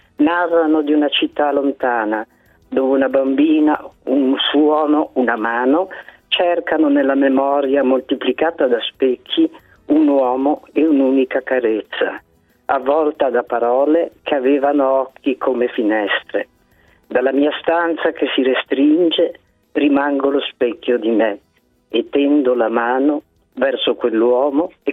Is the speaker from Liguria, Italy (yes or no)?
yes; Genoa, Liguria, Italy; now in Treviso, Italy; Io abito a Treviso, ma sono genovese.